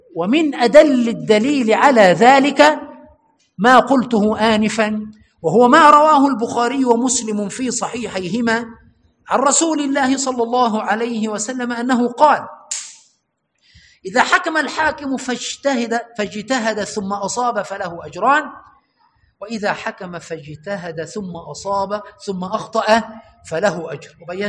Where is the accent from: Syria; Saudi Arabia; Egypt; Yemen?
Egypt; كما حدث عندنا في مصر بأخذ المذهب